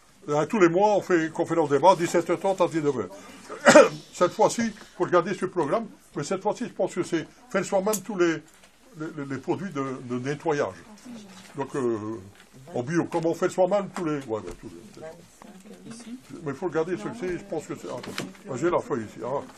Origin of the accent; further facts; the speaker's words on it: Belgium; parce que je vois qu'il y a beaucoup de Français, moi je suis belge.